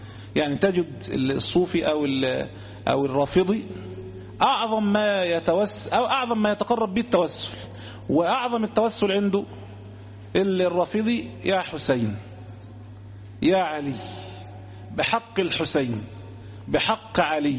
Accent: Egypt; عندنا في مصر هنا

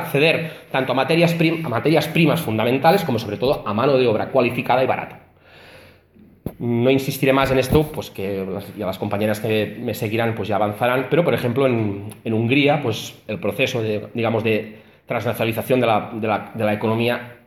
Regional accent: Catalonia, Spain; por ejemplo, en mi país, que un proceso, digamos, de abierto hacia la independencia va a contar con el apoyo de la Unión Europea

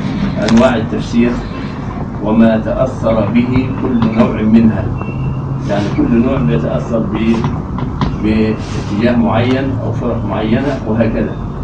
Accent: Egypt; أنا كمصري لا يستوقفنا أحد مصريين يقول ما معنى كلمة كذا؟

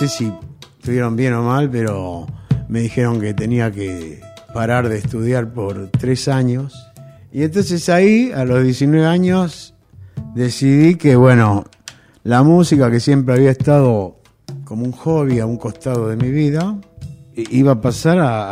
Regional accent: Argentina; Yo soy un músico argentino que hago tanto música rural como música urbana.

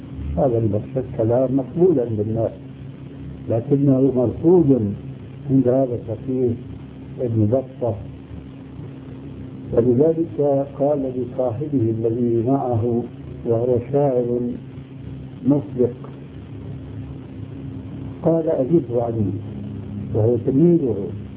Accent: Syria; يقود عندنا في سوريا زنبرة

